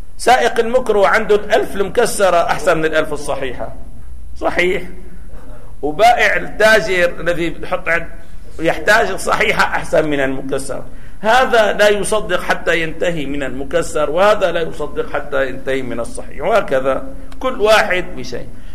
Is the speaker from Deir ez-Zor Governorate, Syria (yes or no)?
no; Damascus, Damascus Governorate, Syria; إذا كنا في بلد مثل سوريا الآن، يعني بلدنا دمشق